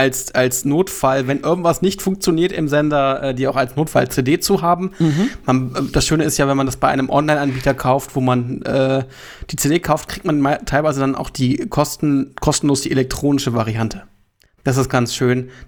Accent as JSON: {"language": "German", "town": "Hildesheim", "region": "Lower Saxony", "country": "Germany", "said": "dass wir eigentlich zwei Hildesheimer sozusagen, einer gebürtig, aber jetzt in Pinneberg lebend, sich wiedergefunden haben."}